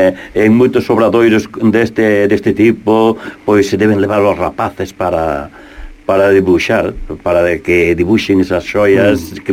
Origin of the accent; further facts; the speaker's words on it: Viveiro, Galicia, Spain; na miña terra, na miña mariña